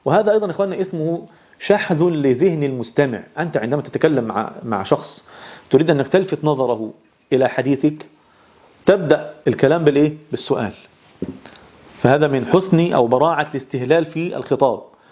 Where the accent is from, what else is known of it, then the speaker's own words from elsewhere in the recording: Egypt; يعني احنا حتى عندنا في مصر كمجتمع مصري نادر جدا ما يحدث هذا الأمر